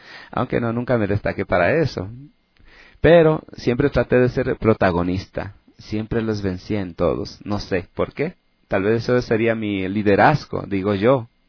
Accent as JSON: {"language": "Spanish", "country": "Ecuador", "moved": "yes", "said": "como cada ecuatoriano o cada, o sea, va fuera del país"}